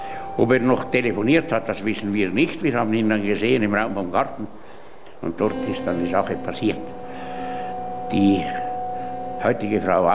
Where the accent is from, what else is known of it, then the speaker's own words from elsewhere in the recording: Graubünden, Switzerland; Ich bin geboren im Jahr 1925. Ich war also, als Ernst Ludwig Kirchner sich das Leben genommen hat, gerade 13-jährig. Ja, ich bin als Bauernbub aufgewachsen in der Nachbarschaft des Heimwesens Wildboden